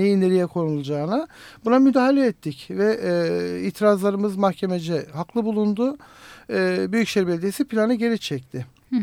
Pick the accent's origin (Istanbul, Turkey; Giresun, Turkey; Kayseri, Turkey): Istanbul, Turkey; aslında birçok mahallelerde ta 50'lerden 60'lardan göç süreciyle geldik ama biz artık 2. kuşak, 3. kuşak olarak İstanbulluyuz. Ve artık kendimizi İstanbullu sayıyoruz.